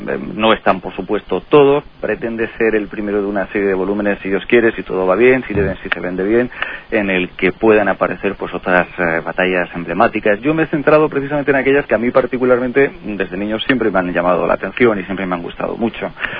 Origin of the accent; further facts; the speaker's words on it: Cartagena, Region of Murcia, Spain; born there; yo nací en Cartagena, en tierras murcianas. Lo que pasa es que los últimos 20 años tuve el privilegio de trabajar en la radio en Menorca.